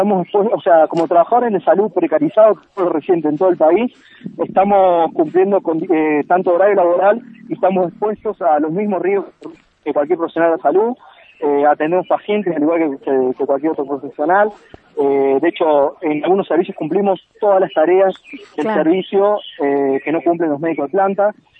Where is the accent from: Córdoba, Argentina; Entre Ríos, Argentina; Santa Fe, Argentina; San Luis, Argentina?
San Luis, Argentina; yo soy de acá de San Luis, pero somos 2 o 3 nomás de San Luis